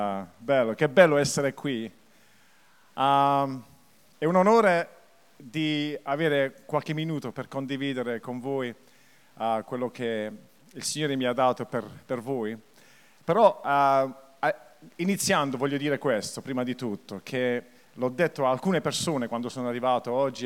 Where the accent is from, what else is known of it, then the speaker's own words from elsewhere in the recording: Taranto, Apulia, Italy; Io sono tarantino, perché l'accento forse può ingannare, perché io sono un po' confuso ora tra il francese, l'inglese, il tedesco, ma in effetti le radici sono di Taranto, no? Taranto vecchio, mio padre.